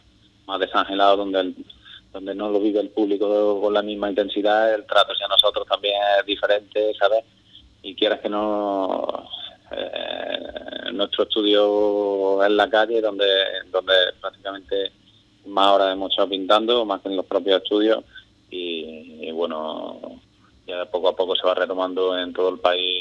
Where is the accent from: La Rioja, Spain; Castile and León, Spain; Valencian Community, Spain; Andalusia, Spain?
Andalusia, Spain; yo siendo andaluz